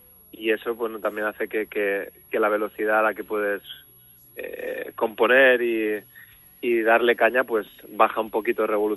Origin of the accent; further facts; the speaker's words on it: Ibiza, Balearic Islands, Spain; Yo somos los tres de Ibiza y nos conocemos de toda la vida